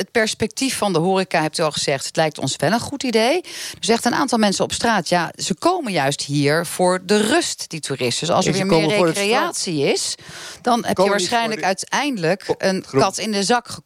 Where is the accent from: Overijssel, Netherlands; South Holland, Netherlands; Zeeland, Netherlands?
Zeeland, Netherlands; Daar kunnen we als Zeeuwen alleen maar beter van worden.